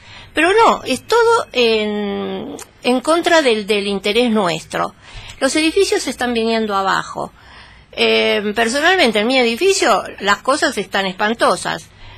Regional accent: Argentina; Todos somos argentinos. Todos tenemos derecho a una parte de este país.

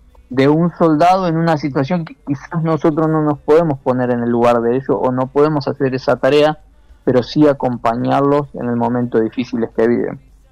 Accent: Argentina; desde Argentina yo no me fui como capellán, pero no sé si como argentino

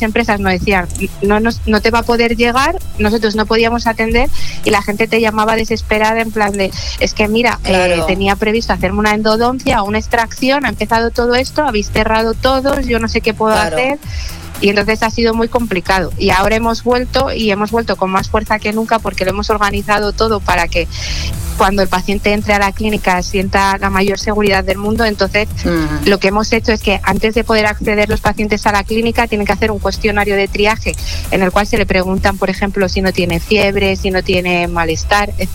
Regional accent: Madrid, Community of Madrid, Spain; Aluche, para mí el mejor barrio de Madrid. Cada uno supongo que su barrio será el mejor. Para mí Aluche, que soy de toda la vida de Aluche.

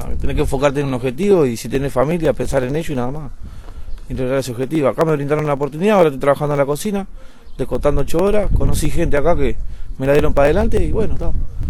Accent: Carmelo, Colonia, Uruguay; Yo nací acá en Colonia y soy del departamento de Carmelo.

